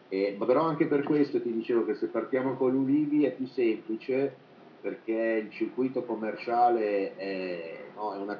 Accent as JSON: {"language": "Italian", "town": "Milan", "region": "Lombardy", "country": "Italy", "lives_now": "Riparbella, Italy", "said": "sono originario di Milano, non ho problema di campanile"}